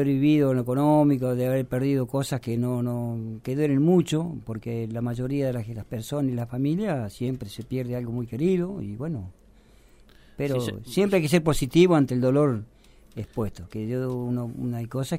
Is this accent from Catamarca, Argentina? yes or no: no; Bell Ville, Córdoba, Argentina; born there; now in Buenos Aires, Argentina; vivía en Ballesteros, y bueno, cuando mis padres se casaron, bueno... Nací yo en Belville